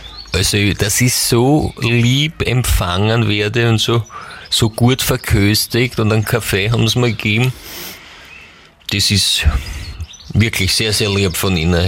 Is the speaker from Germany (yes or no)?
no; Lower Austria, Austria; als Niederösterreicher habe ich es ja nach Wien nicht weit